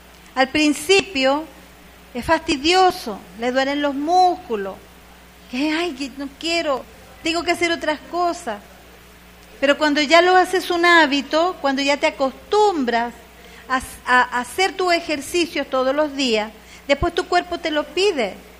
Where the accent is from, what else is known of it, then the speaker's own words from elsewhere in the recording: Venezuela; yo soy latina, soy de aquí, de Venezuela.